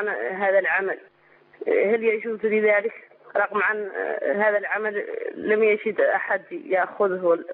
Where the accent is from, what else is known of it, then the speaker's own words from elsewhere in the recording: Mauritania; من موريتانيا، اتصلت بك في الأسبوع الماضي.